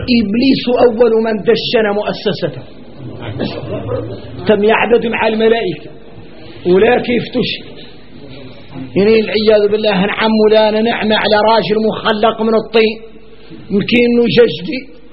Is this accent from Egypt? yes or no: no; Mauritania; احنا موريتاني